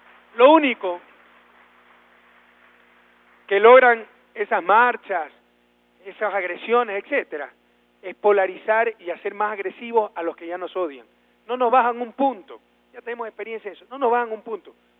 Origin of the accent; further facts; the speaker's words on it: Guayaquil, Guayas, Ecuador; estos grupos que siempre han dominado mi ciudad natal y mi provincia.